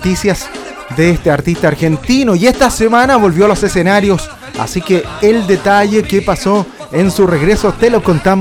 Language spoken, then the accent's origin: Spanish; Chile; Creo que ahí tenemos tarea nosotros como chilenos